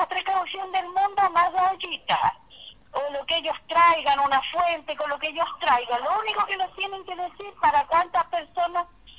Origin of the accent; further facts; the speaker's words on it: Valparaíso, Chile; somos todos porteños y viñamarinos